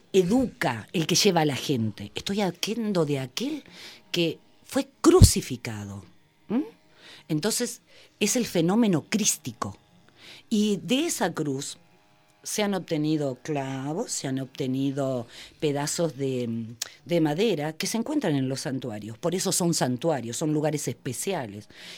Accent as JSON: {"language": "Spanish", "town": "Quilmes", "region": "Buenos Aires Province", "country": "Argentina", "said": "Yo soy de Quilmes y nosotros tenemos un lugar que se llama Yostan."}